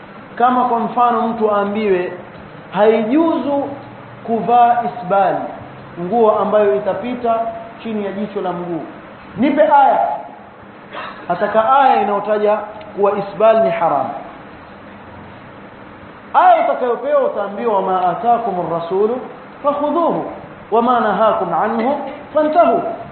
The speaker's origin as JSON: {"language": "Swahili", "town": "Mombasa", "region": "Mombasa County", "country": "Kenya", "said": "Wazee wa vijiweni kule kwetu Mombasa"}